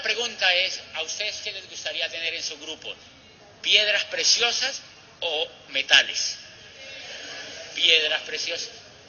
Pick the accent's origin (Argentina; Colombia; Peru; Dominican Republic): Colombia; En mi país, se sabe que Colombia es uno de los países donde más esmeraldas por metro cuadrado hay en una zona en el mundo.